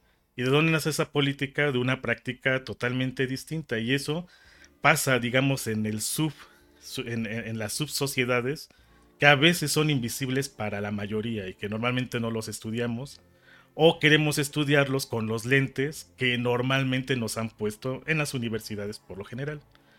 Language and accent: Spanish; Mexico; Y en México, aunque nos dicen que todos decimos que somos mexicanos, la verdad es de que hay una gran diversidad